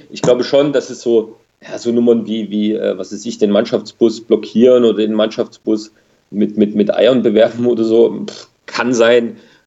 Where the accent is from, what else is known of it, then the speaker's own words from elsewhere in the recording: East Germany, Germany; so als Ostdeutsche